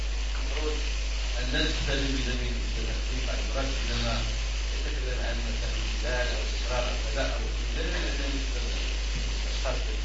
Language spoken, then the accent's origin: Arabic; Morocco; نحن شعب مغربي، كلنا مسلمون